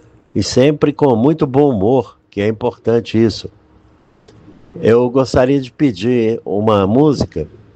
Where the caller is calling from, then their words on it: Belo Horizonte, Minas Gerais, Brazil; Eu sou de Belo Horizonte e sou um ouvinte todos os domingos do seu ótimo programa.